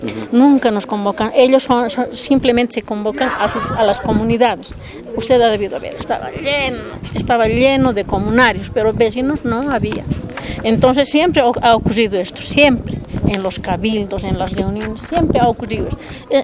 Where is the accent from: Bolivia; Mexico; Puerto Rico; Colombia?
Bolivia; Patacamaya, La Paz; Yo soy una vecina de Patacamaya, soy neta, mis abuelos son de aquí, mis papás también.